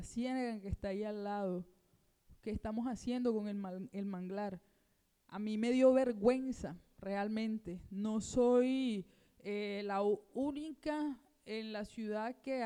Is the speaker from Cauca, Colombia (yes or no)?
no; Barranquilla, Atlántico, Colombia; Y bueno, siempre estuve acá en Barranquilla, soy de acá de Barranquilla